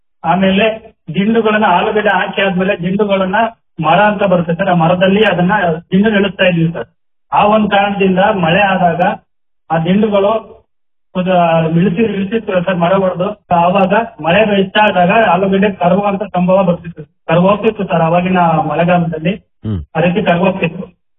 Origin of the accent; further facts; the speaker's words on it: Tejur, Karnataka, India; ನನ್ನ ಊರು ಬಂದ್ಬಿಟ್ಟು ತೇಜೂರು.